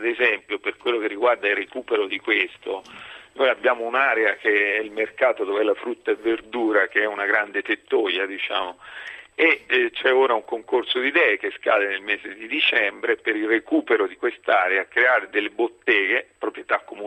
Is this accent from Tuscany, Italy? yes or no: yes; Forte dei Marmi, Tuscany, Italy; io sono nato e cresciuto a Forte dei Marmi, il mio paese, quindi lo conosco molto bene.